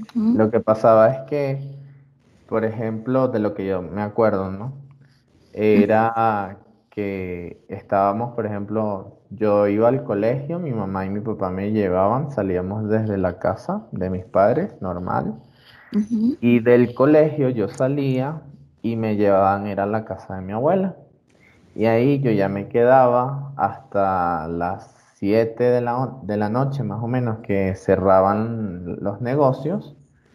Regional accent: Caracas, Capital District, Venezuela; born there; Nací en 1999 en Venezuela, Caracas, Venezuela.

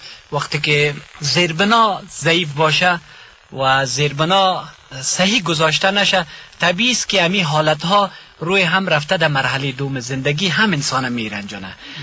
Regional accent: Ghazni, Afghanistan; ما از غزنی هستیم، از پشتون های غزنی هستیم

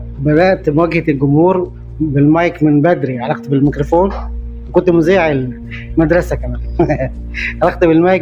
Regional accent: Nubia, Egypt; عندنا في النوبة كل طقوس الحياة تقريبا مصحوبة بالغناء

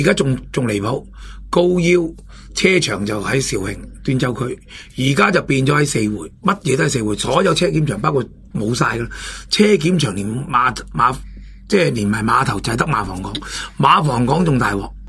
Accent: Hong Kong; 我哋香港人好多

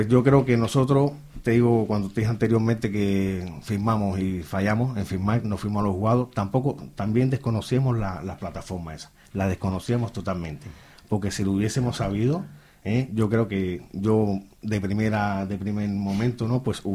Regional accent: Catalonia, Spain; moved away; somos de Cataluña, pues no, vinimos para aquí porque los alquileres más baratos

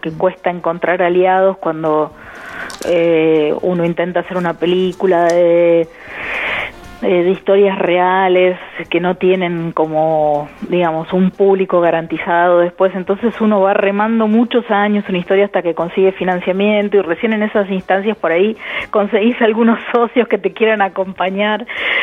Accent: General Pico, La Pampa, Argentina; born there; Nací en General Pico, La Pampa, el 24 de diciembre del 68.

